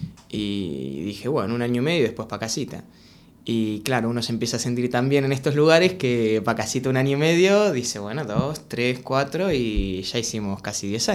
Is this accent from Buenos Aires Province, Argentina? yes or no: yes; Mar del Plata, Buenos Aires Province, Argentina; Yo de Mar del Plata. Eso, como le llaman, la ciudad feliz.